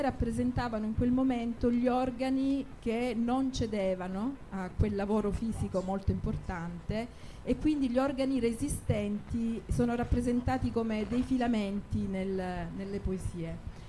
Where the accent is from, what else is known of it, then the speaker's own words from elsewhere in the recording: Lecce, Apulia, Italy; appartiene al mio sud, perché io vengo da Lecce e la poetica è proprio quella lirica.